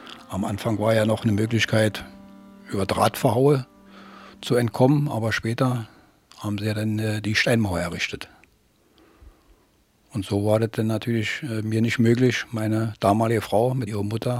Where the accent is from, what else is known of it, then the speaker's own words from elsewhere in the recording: Berlin, Germany; Bin am 20. August 1939 geboren in Berlin. Da habe ich dann meinen Abschluss gemacht, meinen Schulabschluss in Wannsee und später in Spandau im Bezirk Berlin.